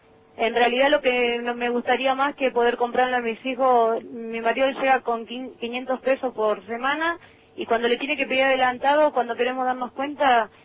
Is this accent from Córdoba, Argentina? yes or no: no; Libertad, Buenos Aires Province, Argentina; De Libertad.